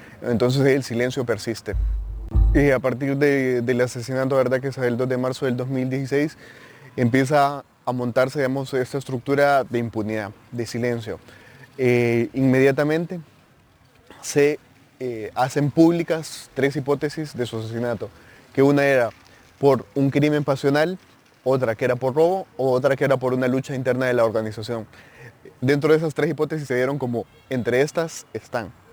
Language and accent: Spanish; La Esperanza, Intibucá, Honduras; soy de Honduras, del departamento de Intibucá, de La Esperanza.